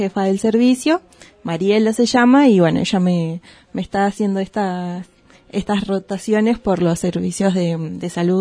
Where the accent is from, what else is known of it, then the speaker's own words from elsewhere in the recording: Bariloche, Río Negro, Argentina; me dieron la posibilidad de poder volver a mi lugar de origen. Yo soy de acá, de Bariloche.